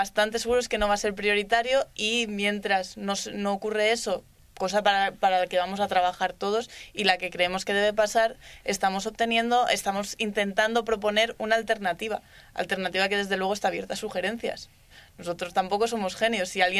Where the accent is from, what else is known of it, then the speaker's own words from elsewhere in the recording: Barcelona, Catalonia, Spain; Hombre, sí, yo soy de Barcelona, yo voy a estar ahí.